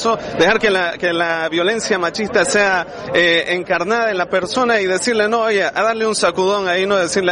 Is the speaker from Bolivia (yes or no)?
yes; Bolivia; vengo de Bolivia